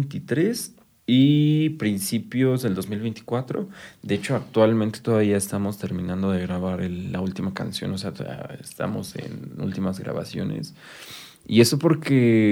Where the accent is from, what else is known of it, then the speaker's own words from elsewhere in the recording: Chalco, State of Mexico, Mexico; Sí, somos de Chalco. Okay. Sí, somos originalmente de Chalco.